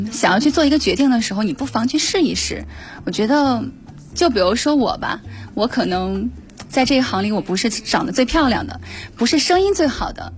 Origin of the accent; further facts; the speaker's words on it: Shandong, China; now in Beijing, China; 因为我从来没有想到过我能够从山东一个小城市来到北京，成为北京电视台的主持人。